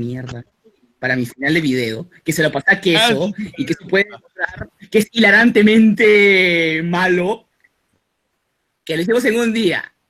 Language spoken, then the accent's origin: Spanish; Peru; la primera que he visto que es ofensiva como a mí, como peruano, y eso que a mí tampoco soy fan del Perú